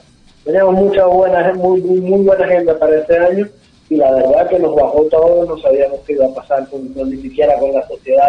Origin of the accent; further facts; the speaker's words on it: Venezuela; now in Argentina; Sí, somos de Venezuela. Estamos radicados aquí en Argentina.